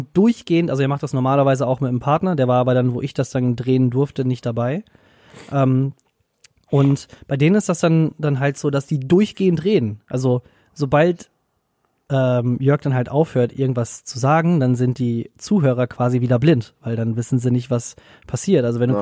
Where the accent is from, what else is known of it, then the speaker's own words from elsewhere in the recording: North Rhine-Westphalia, Germany; also ich komme halt ja aus Nordrhein-Westfalen